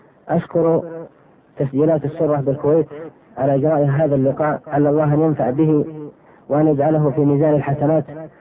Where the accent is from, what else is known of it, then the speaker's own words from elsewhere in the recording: Asir, Saudi Arabia; born there; من مواليد عام 1379، وهذا أنساه أحيانا بطول العمر، للهجرة في بلاد بالقرن، درست في الابتدائية بمدرسة آل سليمان، ثم المعهد العلمي بالرياض وأبها